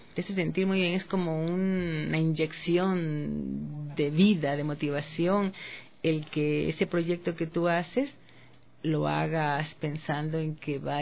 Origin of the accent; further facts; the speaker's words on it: Babahoyo, Los Ríos, Ecuador; born there; yo nací en Babahoyo y siempre veía las casas sobre el río